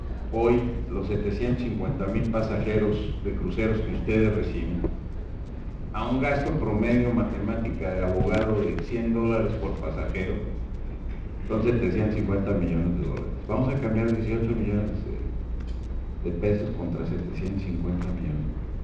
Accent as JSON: {"language": "Spanish", "country": "Mexico", "said": "Yo soy mexicano y vivo en México."}